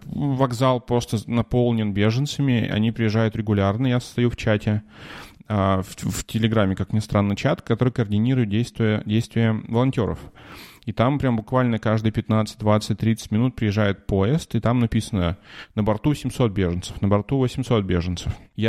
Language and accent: Russian; Russia; moved away; хотя я говорю, что я из России, но я говорю, что я когда-то жил в России, а сейчас вот я здесь живу